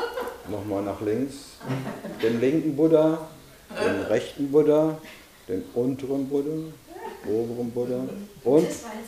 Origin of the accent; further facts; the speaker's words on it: Bavaria, Germany; Ich bin ein Bayer in Bayern und das ist im Himmel sein.